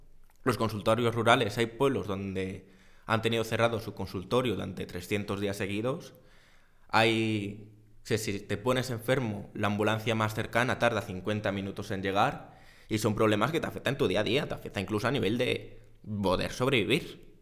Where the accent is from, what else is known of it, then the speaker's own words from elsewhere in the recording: Zamora, Castile and León, Spain; Siempre se ha escuchado, al menos en mi tierra, ese estudia y vete para tener un futuro mejor, precisamente porque en Zamora hasta hoy y todavía hoy